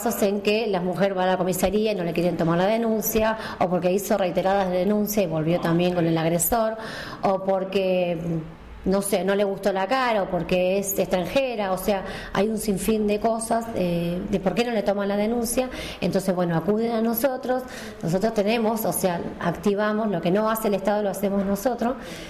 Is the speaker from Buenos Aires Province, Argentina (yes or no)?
yes; Guernica, Buenos Aires Province, Argentina; soy de Presidente Perón, de Guernica.